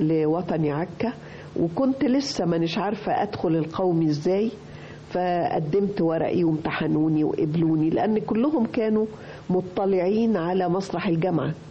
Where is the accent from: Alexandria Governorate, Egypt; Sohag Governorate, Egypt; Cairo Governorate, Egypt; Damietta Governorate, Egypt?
Alexandria Governorate, Egypt; Alexandria; أنا اسكندرانية المولد والتعليم، أنا خدت البكالوريوس تجارة من جامعة اسكندرية.